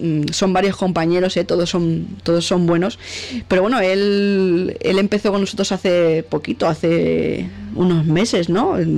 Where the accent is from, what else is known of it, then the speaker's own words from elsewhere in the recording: Catalonia, Spain; born there; yo emito desde Cataluña. Aunque casi que soy más madrileña, pero no. Yo nací en Cataluña y emito desde Cataluña.